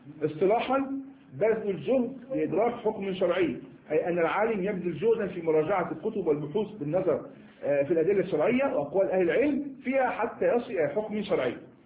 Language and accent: Arabic; Egypt; يعني كما نقول إحنا مصريين شرب المادة هذه شرب العلم هذا